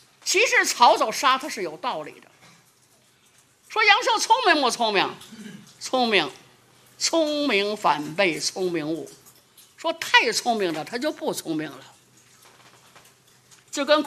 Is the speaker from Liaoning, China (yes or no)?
no; Beijing, China; accent: Beijing dialect; 我们北京话不合姚姓